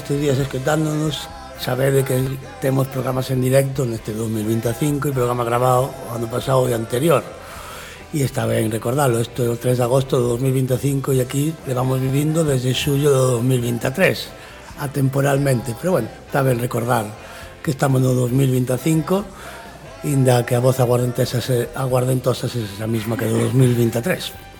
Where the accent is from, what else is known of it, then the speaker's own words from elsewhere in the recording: Malpica, Galicia, Spain; a maravillosa Asociación Cultural Raigañas, da parroquia de Cerquera, concello de Malpica, a miña parroquia, xente brava